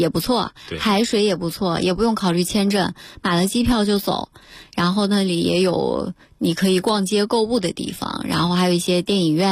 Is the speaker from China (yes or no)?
yes; Xinjiang, China; 因为我家是新疆的。